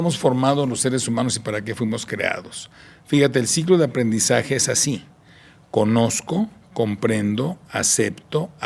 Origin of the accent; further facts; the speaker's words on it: Tijuana, Baja California, Mexico; Yo crecí en Tijuana, ¿no?